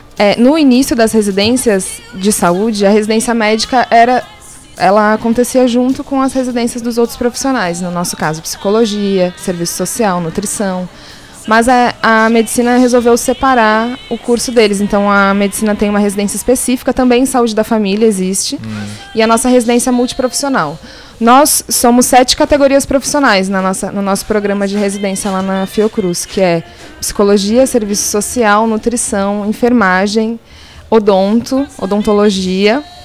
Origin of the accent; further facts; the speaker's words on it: São Paulo, Brazil; now in Rio de Janeiro, Brazil; eu sou nutricionista, eu sou de São Paulo, nasci lá, mas moro no Rio de Janeiro, faço residência numa clínica da família no Complexo do Alemão, que se chama Rodrigo Roig.